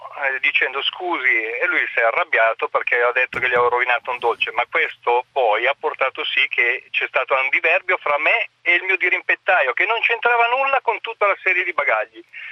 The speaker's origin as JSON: {"language": "Italian", "town": "Como", "region": "Lombardy", "country": "Italy", "said": "Viaggiavo da Messina e tornavo verso Como, io sono di Como"}